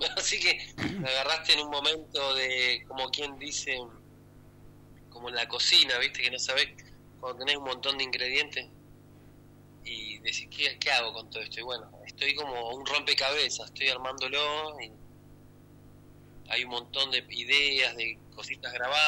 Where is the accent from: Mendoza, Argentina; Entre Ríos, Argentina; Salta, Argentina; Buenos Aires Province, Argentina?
Buenos Aires Province, Argentina; Claypole; que es de mi pueblo, de mi localidad, Claypole.